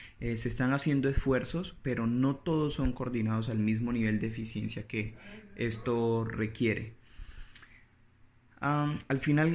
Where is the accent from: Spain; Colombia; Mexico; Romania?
Colombia; como colombianos somos una sociedad carente de disciplina